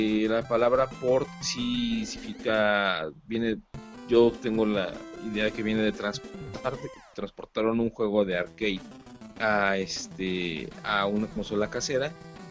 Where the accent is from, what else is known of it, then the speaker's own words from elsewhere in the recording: Guadalajara, Jalisco, Mexico; now in Zapopan, Mexico; estoy viviendo actualmente en Zapopan, soy originario de Guadalajara, pero acá andamos.